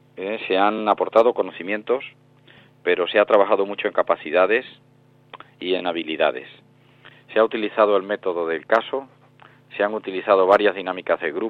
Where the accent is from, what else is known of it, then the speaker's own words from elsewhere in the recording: Extremadura, Spain; para mí, personalmente, como extremeño